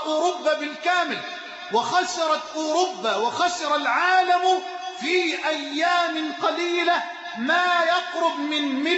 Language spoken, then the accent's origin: Arabic; Egypt; اللهم اجعل بلدنا مصر أمنا أمانا، سخاء رخاء